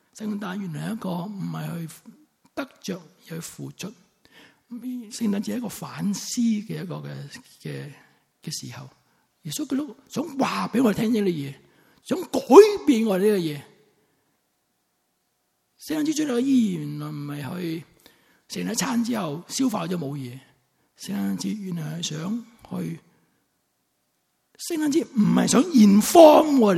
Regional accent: Sanshui, Guangdong, China; also born or lived in Zhaoqing; 我是肇庆出生的。肇庆为什么出名人的嘛

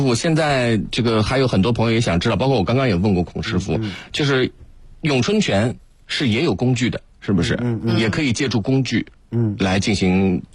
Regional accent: China; 这就是我们中国人讲的一个平衡的一个道理在其中。

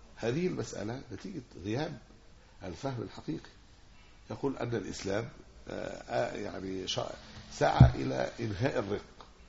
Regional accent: Egypt; يعني عندنا في مصر هنا

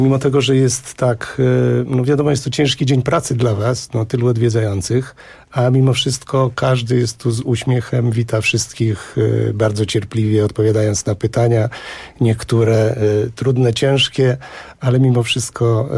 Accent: Szczecin, West Pomeranian Voivodeship, Poland; Ja przyjechałem, tak naprawdę pochodzę ze Szczecina, ale dzisiaj akurat przyjechałem z Siedlec, bo tam akurat pracuję

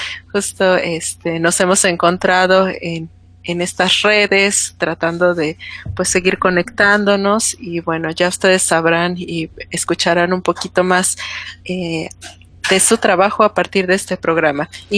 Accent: Córdoba, Veracruz, Mexico; born there; desde Córdoba, Veracruz, México, mi ciudad natal

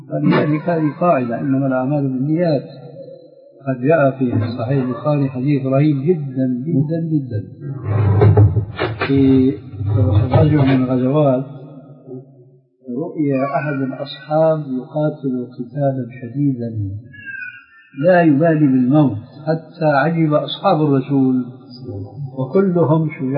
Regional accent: Syria; ما بعرف هذا معروف عندكم عندنا في سوريا

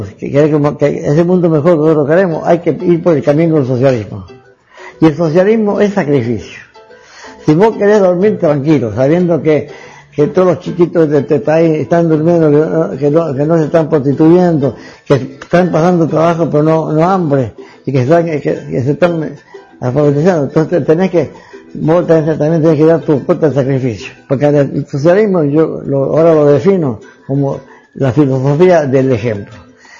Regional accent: Hernando, Córdoba, Argentina; also born or lived in Venezuela / Cuba; nací en Hernando el 8 de agosto de 1922. Yo tengo prácticamente tres patrias, ¿no? Argentina, donde nací, donde me formaron científica y éticamente. Venezuela, donde me hice profesional como científico

